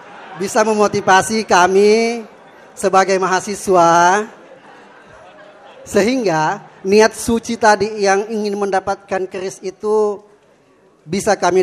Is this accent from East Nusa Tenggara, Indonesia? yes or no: no; Mamuju Utara, West Sulawesi, Indonesia; now in Central Sulawesi; Kalau asal saya dari Sulawesi Barat, Pak. Bapak tadi bilang dari Mandar, tapi saya dari Mamuju Utara.